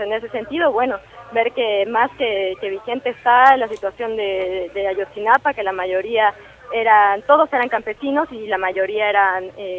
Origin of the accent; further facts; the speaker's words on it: Mexico; cómo somos los mexicanos, que nos podemos uh-huh. reír y burlar en medio de la tragedia.